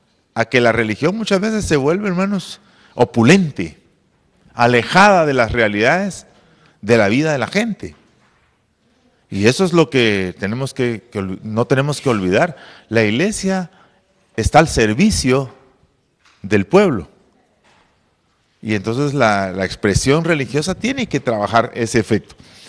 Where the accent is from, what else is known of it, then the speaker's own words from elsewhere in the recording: Oriente, Guatemala; yo soy de Oriente, nosotros conservamos un terreno de mi papá